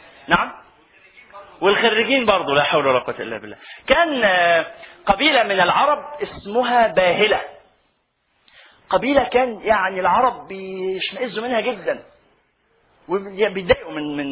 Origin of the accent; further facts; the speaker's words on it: Egypt; والله ودي من المبشرات لنا كمصريين